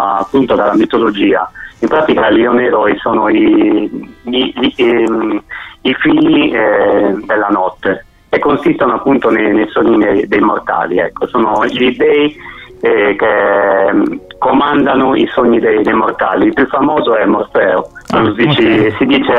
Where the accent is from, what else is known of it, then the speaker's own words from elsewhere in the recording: Iglesias, Sardinia, Italy; Io vivo in Sardegna, vengo dal profondo sud della Sardegna, da una cittadina che si chiama Iglesias.